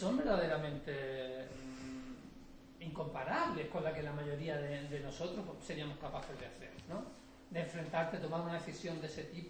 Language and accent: Spanish; Málaga, Andalusia, Spain; yo soy andaluz, yo he nacido en Villa y me he educado en Málaga.